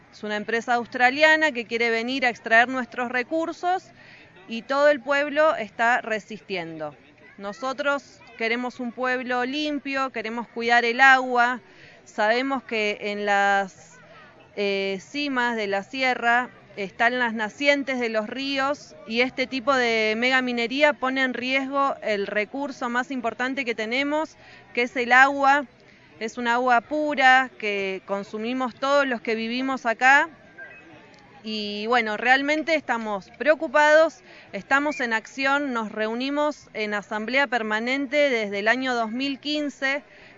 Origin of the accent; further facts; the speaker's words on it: San Francisco del Monte de Oro, San Luis, Argentina; soy de acá de San Francisco del Monte de Oro.